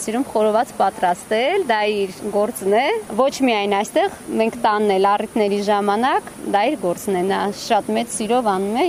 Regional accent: Jermuk, Vayots Dzor, Armenia; շատ սիրում ենք մեր գյուղը, որտեղ որ հիմա ապրում ենք, չնայած մենք եկել ենք Ջերմուկից

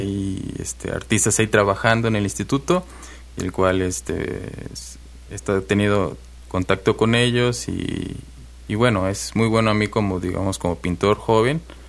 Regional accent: Coatzacoalcos, Veracruz, Mexico; also born or lived in Minatitlán; now in Xalapa, Mexico; Ahí nací, pero radiqué desde que nací, digamos, en Coatzacoalcos 12 uh-huh. años. Uh-huh. Y de los 12 para acá, ya más o menos 21 años que estoy acá en Jalapa.

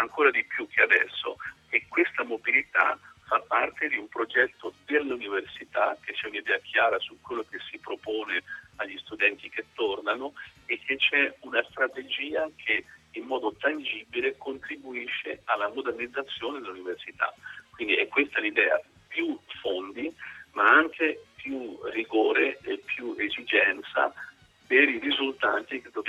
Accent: Spain; Italian is a second language; c'era un filosofo spagnolo del mio paese, Ortega, che diceva che contro l'ignoranza la cosa migliore è viaggiare.

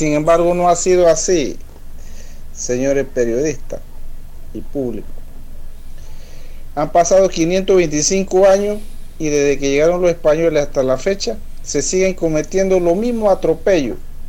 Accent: Panama; hace 114 años que supuestamente nos incorporamos como panameños, nos declararon ignorantes, salvajes, a nuestro ancestro originario y nos incorporaron ahora como panameños.

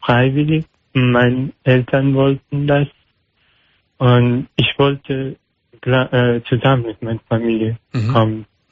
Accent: Afghanistan; German is a second language; now in Germany; Ich komme aus Afghanistan.

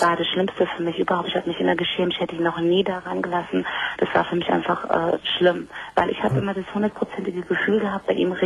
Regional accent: Croatia; Ich war halt ein Kroate

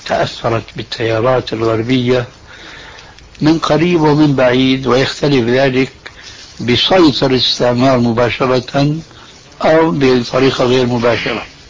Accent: Damascus, Damascus Governorate, Syria; حلق اللحية قد وجد عندنا في دمشق

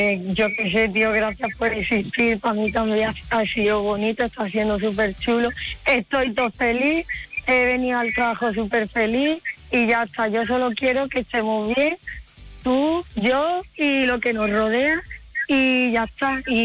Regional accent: Cádiz, Andalusia, Spain; Es que soy muy lanzada, ¿sabes? Como buena gaditana vamos a por todas.

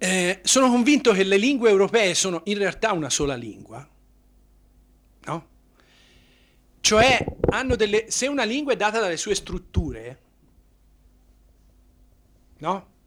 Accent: Tuscany, Italy; io vengo dalla Toscana, si può trovare differenze tra paese e paese

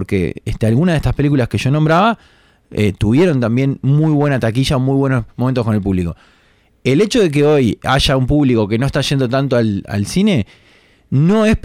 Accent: Montevideo, Uruguay; Desde mi parte, que soy uruguayo y muy montevideano, la historia transcurre acá

